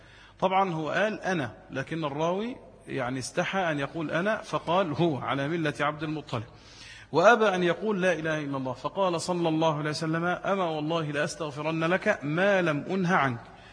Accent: Egypt; قلت انا مواطن مصري ولي حرية التنقل في البلد

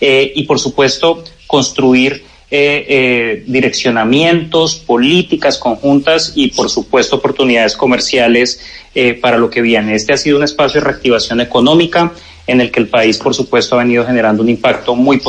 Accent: Colombia; conexión con lo que somos como colombianos.

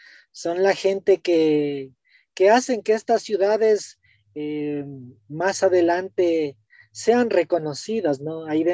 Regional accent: Ecuador; now in Quito, Ecuador; nosotros los quiteños, bueno, yo soy chagra, pero ya me siento más quiteño viviendo más de 40 años acá en Quito.

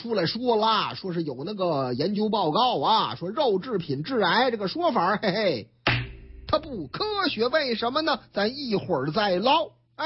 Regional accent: Shanghai, China; 虽然说我老家上海嘛

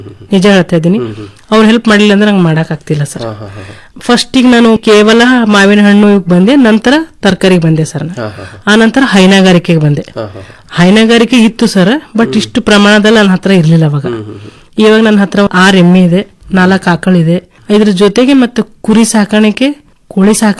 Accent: Basavakalyan, Karnataka, India; ನಾನು ಕೃಷಿ ಕುಟುಂಬದಿಂದ ಬಂದವಳು, ನನ್ನ ಬಸವ ಕಲ್ಯಾಣ.

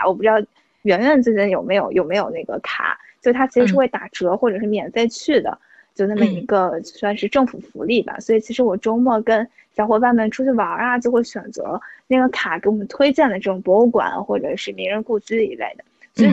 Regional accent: Beijing, China; 我自己呢，其实我小时候就是在北京长大的

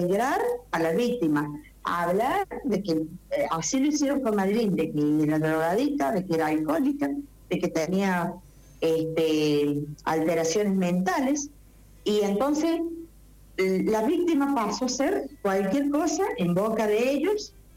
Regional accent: Argentina; yo estoy decidida a irme como una ciudadana, como una argentina más

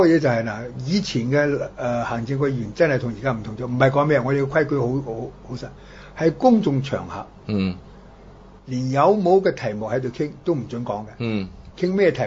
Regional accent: United States; 我哋美國人一樣 offer 嘅啫

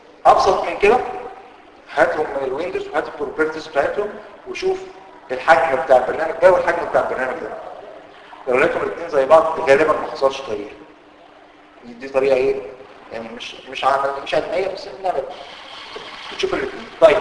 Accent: Egypt; لو جات لك شركه يعني بتحصل عندنا في مصر الموضوع ده وعملوا مشكله كبيره قوي

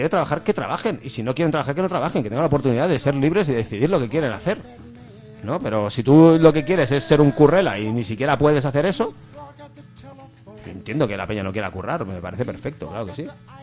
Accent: Catalonia, Spain; cada vez que yo como catalán salgo de Cataluña y me insulte la gente de a pie en sitios, en cuanto se enteran que soy catalán, me insultan.

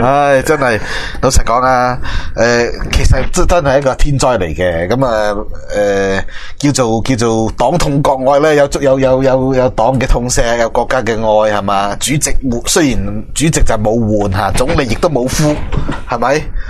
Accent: Macau; 好，好啊，我哋澳门人

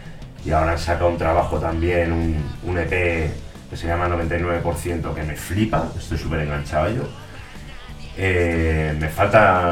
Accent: Madrid, Community of Madrid, Spain; hay unas madres que somos de aquí, de Madrid

